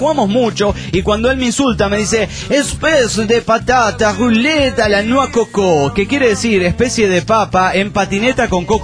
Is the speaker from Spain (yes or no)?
yes; Barcelona, Catalonia, Spain; de Barcelona, España.